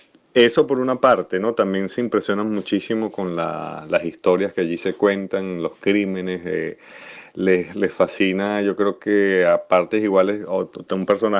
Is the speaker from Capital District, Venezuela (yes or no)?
yes; Caracas, Capital District, Venezuela; yo como caraqueño, que viví toda mi vida allá, lo padecí como cualquier persona.